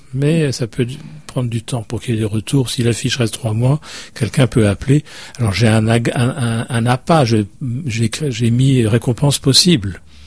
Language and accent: French; France; Moi, je viens de France, j'habite à côté de Lyon